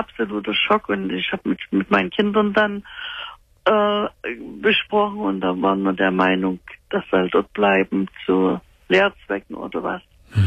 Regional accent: Dresden, Saxony, Germany; weil wir stammen normalerweise aus Dresden. Und er hat immer gesagt, wenn er mal das Zeitliche segnet, möchte er gerne in seine Heimat Erde. Wir wohnen in Nordrhein-Westfalen

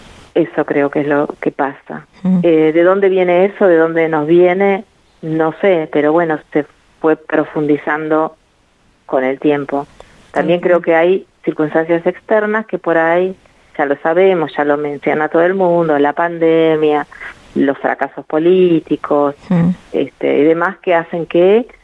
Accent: Argentina; now in Germany; Es inquietante verse como argentino, eso quiero decir.

